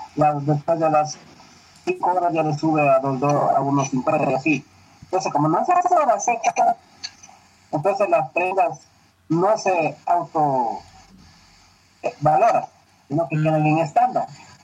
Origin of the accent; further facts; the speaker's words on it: Ecuador; Nosotros somos tan ecuatorianos que no sabemos.